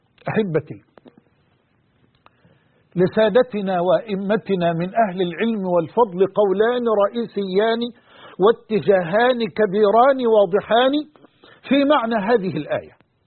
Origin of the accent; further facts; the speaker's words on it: Egypt; وعن بلدنا مصر وجميع بلاد